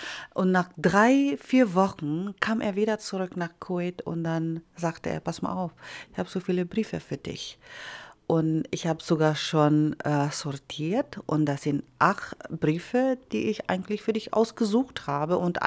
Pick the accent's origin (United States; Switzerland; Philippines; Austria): Philippines; Der war dann halt 4 Tage dann in meiner Heimat geblieben.